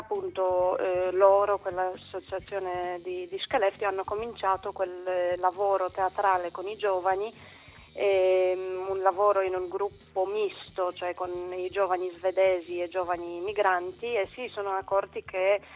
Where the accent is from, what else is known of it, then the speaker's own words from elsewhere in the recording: Poland; now in Bologna, Italy; No, io sono polacca, però appunto da un po' di tempo vivo a Bologna